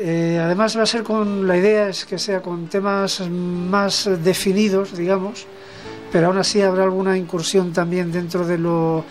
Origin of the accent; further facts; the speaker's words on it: Candeleda, Castile and León, Spain; el concierto este de Candeleda, aparte porque es mi pueblo